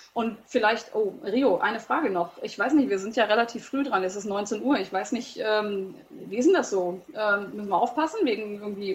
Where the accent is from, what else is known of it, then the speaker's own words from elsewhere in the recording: North Rhine-Westphalia, Germany; Also gerade bei uns im Ruhrpott irgendwie, hallo, du kommst auch aus der Ecke